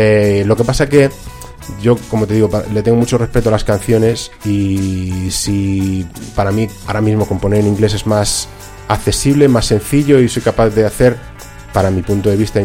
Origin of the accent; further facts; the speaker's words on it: Spain; aunque no sea un experto bilingüe nativo, evidentemente, porque soy español